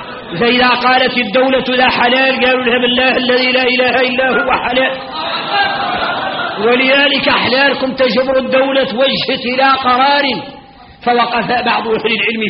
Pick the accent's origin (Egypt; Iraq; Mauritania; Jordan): Mauritania; احنا موريتاني فينا الغرائب والعجائب